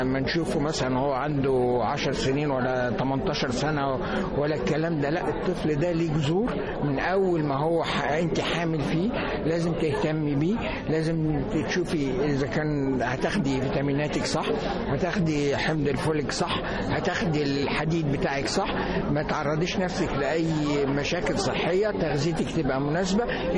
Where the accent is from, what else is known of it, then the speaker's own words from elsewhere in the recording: Egypt; دي مش موجوده عندنا في مصر